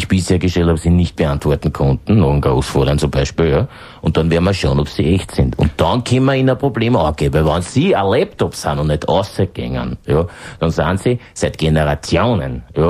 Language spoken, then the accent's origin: German; Schrems, Lower Austria, Austria; also born or lived in Vienna; Ich bin ein alter Pfarrer, muss sagen, dass ich in meiner Gemeinde lebe, in meinem Schrems, wo ich aufgewachsen bin. Ich war ja lange in Wien, in Erdberg, in einer Pfarre